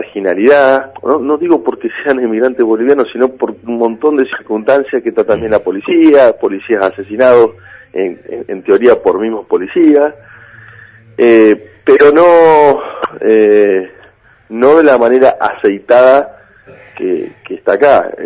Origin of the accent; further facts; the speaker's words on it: Buenos Aires, Argentina; born there; now in Bahía Blanca, Argentina; tengo el conocimiento del lugar donde vivo ahora, que es Bahía Blanca, y donde nací, que es Agarró, mi pueblo, o el Partido Villarino.